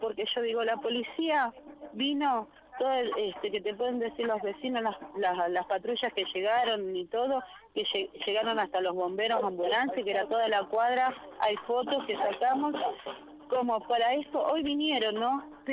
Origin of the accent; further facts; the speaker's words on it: Moreno, Buenos Aires Province, Argentina; me da vergüenza decir que soy de Moreno, me da vergüenza.